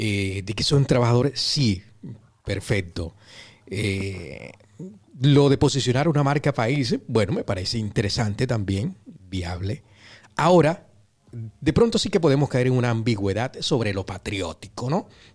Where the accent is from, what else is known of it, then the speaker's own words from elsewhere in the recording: Colombia; claro que es nuestra sella de identidad como colombiano